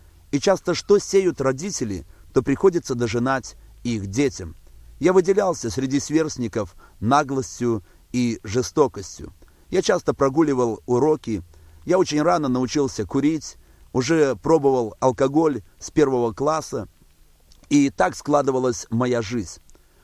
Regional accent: Barysaw, Minsk Region, Belarus; born there; Родился я в Белоруссии, в городе Борисове. Родился в простой семье

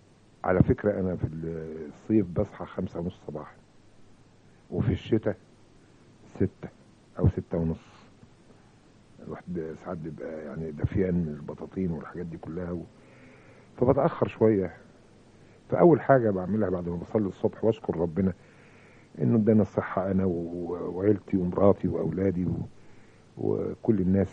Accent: Mansoura, Dakahlia, Egypt; وصباح القشطة والفل والياسمين يا منصورة يا بلدي ومسقط راسي.

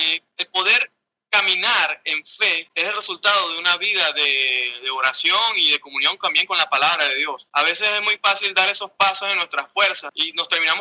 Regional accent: Venezuela; En lo que yo estoy viviendo y que estamos viviendo como venezolanos, en medio de pruebas y tormentas

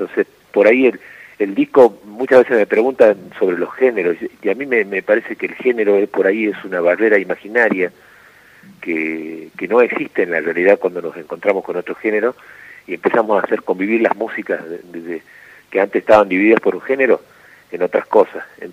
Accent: Villa La Trinidad, Tucumán, Argentina; Y yo nací en Tucumán, capital, sí. Criado en un pueblo del sur llamado Villa La Trinidad, uh-huh. Que está como a casi 100 kilómetros de Tucumán, un pueblo cañero.

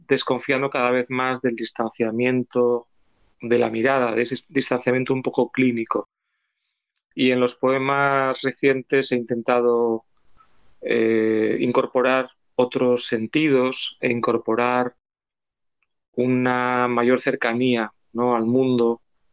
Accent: Asturias, Spain; also born or lived in France / England; yo soy una persona del norte, a pesar de que … mi padre era catalán, y yo nací y me crié en Asturias, en el norte. Y luego he vivido temporadas largas en Francia, también en el norte

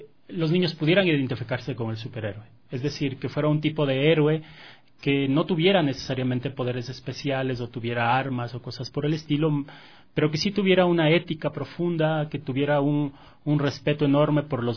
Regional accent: Ecuador; quienes hacemos el Capitán Escudo, pues somos todos ecuatorianos.

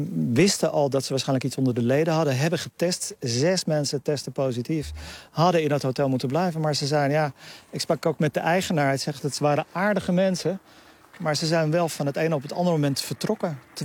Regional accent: Netherlands; Ja, toen ze hoorden dat ik uit Nederland kwam, werd ik meteen aangeklampt.

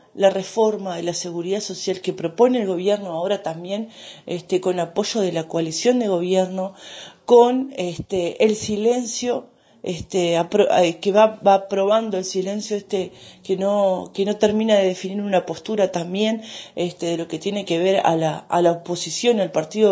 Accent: Uruguay; como clase trabajadora, como pueblo uruguayo

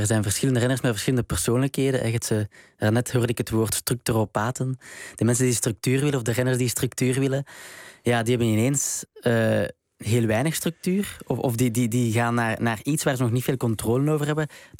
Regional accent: Belgium; Sorry hoor, als Belg.

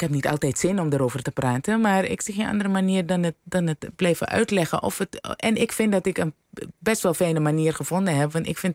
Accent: Suriname; En opgroeiend in Suriname is dat heel belangrijk.

